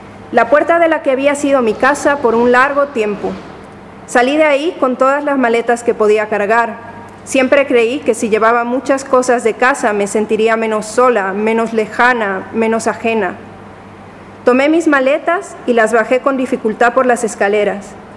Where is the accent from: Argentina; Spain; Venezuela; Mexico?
Mexico; Como mexicana, los colores importan, recuerdan a comida, a casa, a familia.